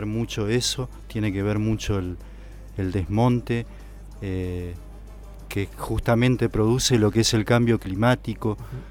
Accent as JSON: {"language": "Spanish", "town": "San José del Rincón", "region": "Santa Fe", "country": "Argentina", "tie": "born or raised there", "said": "Allá en Mis Pagos, en Santa Fe, donde yo nací, y después viví cerca del río, en un pueblito muy pintoresco de pescadores que se llama San José del Rincón. Yo vivía cerca del río"}